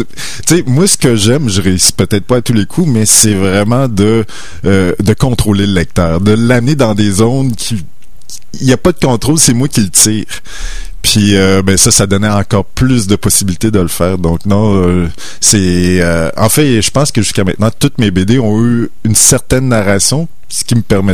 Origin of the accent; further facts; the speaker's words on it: Notre-Dame-du-Lac, Quebec, Canada; c'est Notre-Dame-du-Lac. Et donc, c'est mon village natal qui est près de Rivière-du-Loup.